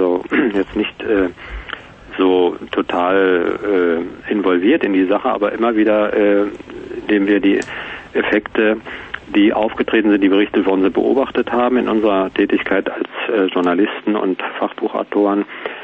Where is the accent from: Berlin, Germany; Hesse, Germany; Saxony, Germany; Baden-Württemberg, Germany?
Berlin, Germany; wenn man in einer Stadt wie Berlin wohnt, wo ich herkomme